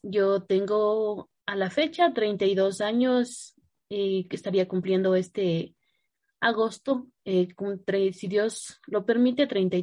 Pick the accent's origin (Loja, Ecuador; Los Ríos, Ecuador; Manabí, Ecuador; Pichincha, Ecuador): Pichincha, Ecuador; Cayambe; born there; Yo nací en el año de 1989, el 7 de agosto. El lugar donde yo nací es en Cayambe.